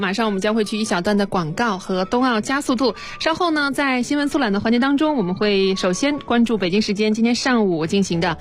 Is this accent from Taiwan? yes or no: no; southern China, China; 我作为一个南方人第一次体验冰雪，有一种相见恨晚的感觉。